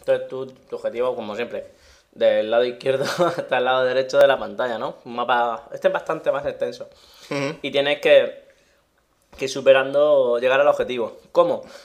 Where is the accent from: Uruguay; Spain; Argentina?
Spain; Cartagena, Region of Murcia; No, pero yo soy de Cartagena.